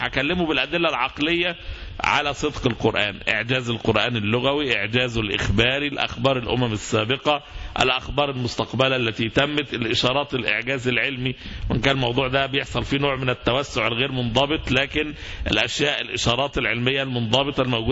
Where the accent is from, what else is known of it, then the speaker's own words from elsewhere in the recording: Egypt; مصطلحات احنا كشعب مصري خوفنا منها فترة كبيرة جدا